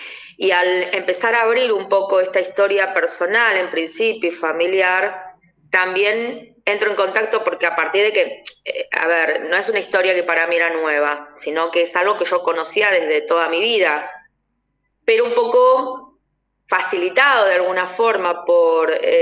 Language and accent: Spanish; Remedios de Escalada, Buenos Aires Province, Argentina; yo soy de Remedios de Escalada, de Lanús